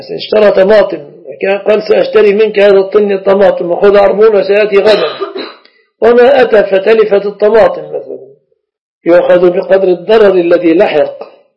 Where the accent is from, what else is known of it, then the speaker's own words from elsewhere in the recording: Egypt; أما في التقييد الكلي فالشبكة في بلادنا مصر من الصداق